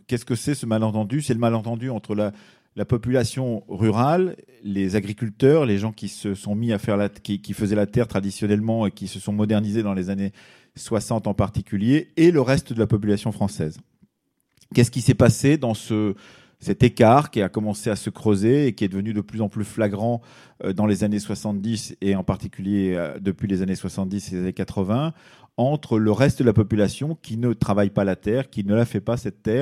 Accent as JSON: {"language": "French", "region": "Nouvelle-Aquitaine", "country": "France", "tie": "born or raised there", "said": "j'ai grandi dans le milieu rural dans les années 60, je suis né en 1960 dans le Poitou, qui n'est pas exactement la même région qu'ici"}